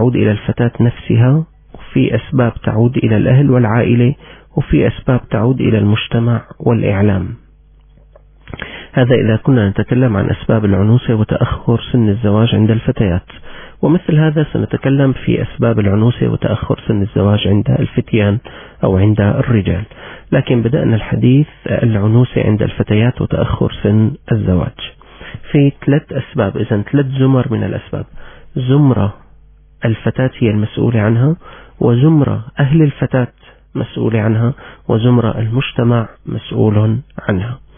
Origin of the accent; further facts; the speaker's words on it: Syria; كنت قد عرضت عليكم نتائج مسح صحي جرى عندنا في سوريا